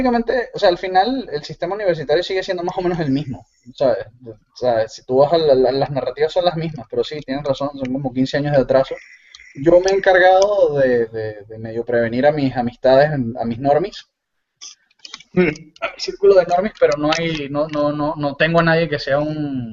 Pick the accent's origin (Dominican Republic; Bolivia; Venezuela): Venezuela; accent: Venezuelan; mi acento venezolano se mestizó, se mezcló con acento peruano, porque mi esposa fue criada en Perú, y con la única persona con la que hablo español seguido es ella, entonces se me pega.